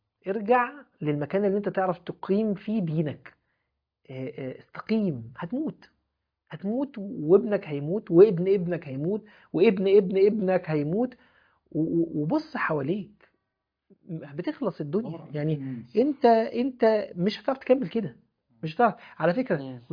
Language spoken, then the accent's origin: Arabic; Egypt; واحنا بقى مصريين يعدوا من جنبه